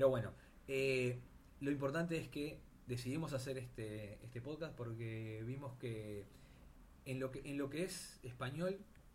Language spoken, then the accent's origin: Spanish; Uruguay; podemos decir un poquito que somos de Uruguay, que es un detalle importante